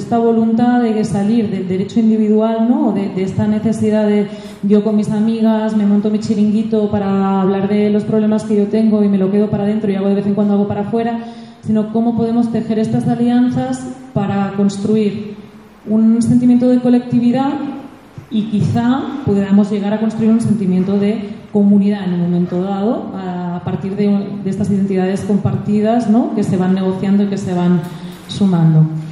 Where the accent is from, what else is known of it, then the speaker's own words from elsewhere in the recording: Terrassa, Catalonia, Spain; vengo de Tarrasa.